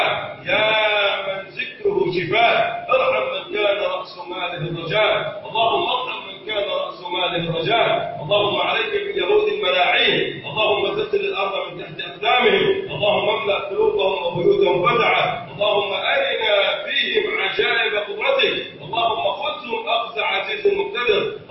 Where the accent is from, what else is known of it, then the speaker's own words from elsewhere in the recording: Egypt; اللهم ارفع عن بلدنا مصر الغلاء والبلاء والوباء.